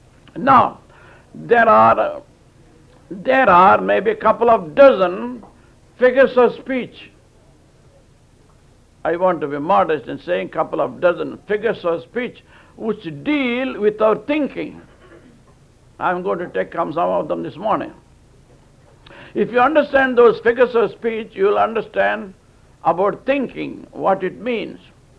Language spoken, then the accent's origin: English; India; born there; English is a second language